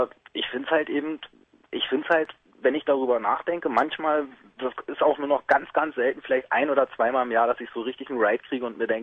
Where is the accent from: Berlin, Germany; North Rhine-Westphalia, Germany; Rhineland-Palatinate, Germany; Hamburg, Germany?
Berlin, Germany; West Berlin; ich habe meine als Westberliner ja auch irgendwo meine Geburtsstadt mit der Wiedervereinigung verloren.